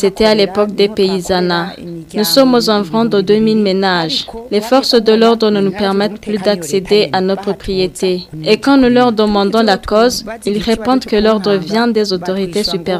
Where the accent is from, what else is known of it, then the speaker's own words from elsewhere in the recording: Burundi; Nous demandons au gouvernement de nous rétablir dans nos propriétés car nous sommes Burundais comme tant d'autres.